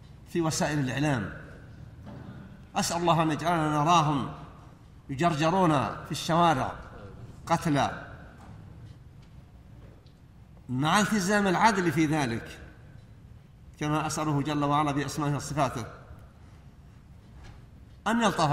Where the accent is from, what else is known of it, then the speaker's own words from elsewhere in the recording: Saudi Arabia; أن يحفظ على بلادنا المملكة العربية السعودية